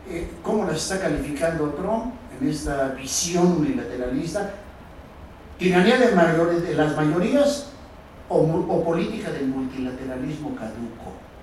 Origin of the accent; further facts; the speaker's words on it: Mexico; que en lo personal como mexicano me preocupa mucho